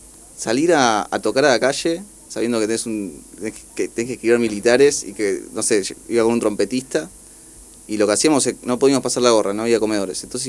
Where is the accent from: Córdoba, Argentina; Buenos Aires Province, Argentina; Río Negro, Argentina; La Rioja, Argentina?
Córdoba, Argentina; also born or lived in Buenos Aires; nací en Buenos Aires, pero mi hogar es Córdoba.